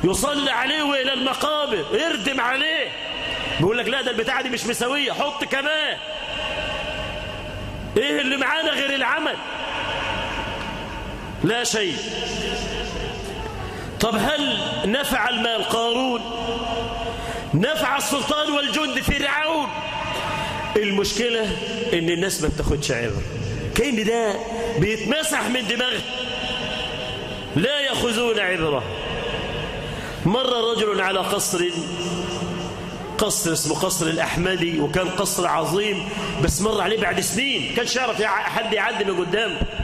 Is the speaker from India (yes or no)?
no; Egypt; اللهم اجعل بلدنا مصر أمنة مطمئنة، سخاء رخاء